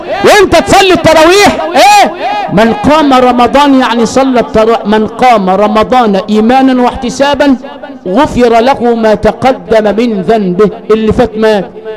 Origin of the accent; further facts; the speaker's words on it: Al Sharqia Governorate, Egypt; أنا أبويا عندنا في الشرقية خلي بالك قال لي كلمتين اتنين حاططهم حلقة في ودني